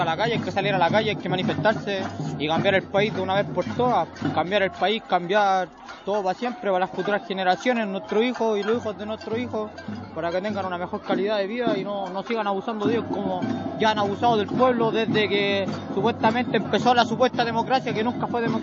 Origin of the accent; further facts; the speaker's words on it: Chile; Como chilenos nos sentimos pasados a llevar